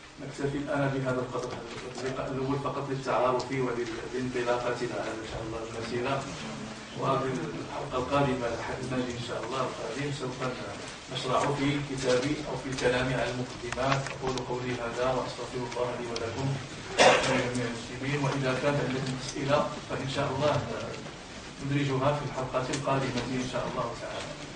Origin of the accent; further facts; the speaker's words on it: Libya; لمدن كثيرة كاين في المغرب وعندنا في ليبيا